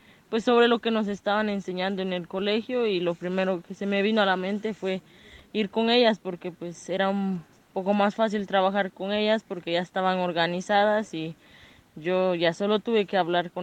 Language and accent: Spanish; Guatemala; Yo soy de acá, de Guatemala